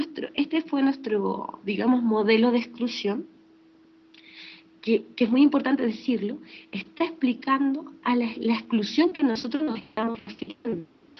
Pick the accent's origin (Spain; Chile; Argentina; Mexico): Chile; bueno, yo soy chilena y eso es muy importante contextualizarlo